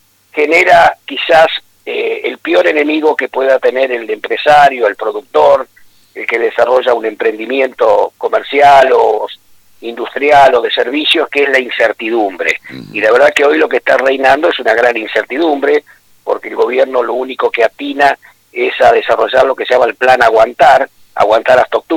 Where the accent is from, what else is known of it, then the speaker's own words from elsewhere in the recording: Villa Domínguez, Entre Ríos, Argentina; Te aclaro que también soy entrerriano.